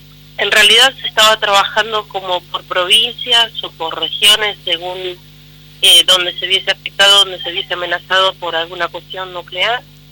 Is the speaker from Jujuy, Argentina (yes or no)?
no; Río Negro, Argentina; Pero soy de Río Negro.